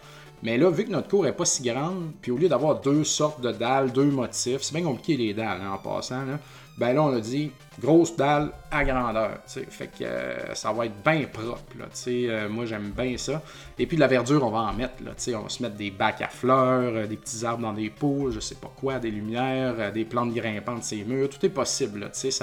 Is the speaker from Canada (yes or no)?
yes; Saint-Joseph-de-Beauce, Quebec, Canada; Donc, nous, on vient de Saint-Joseph-de-Beauce. C'est la caisse du village.